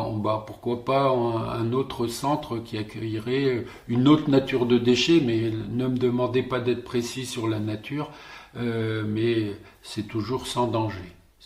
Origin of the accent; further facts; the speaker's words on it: Sommevoire, Grand Est, France; born there; Je suis né ici, à Sommevoire, hein, donc à 10 km à vol d'oiseau de la poubelle de Soulaine.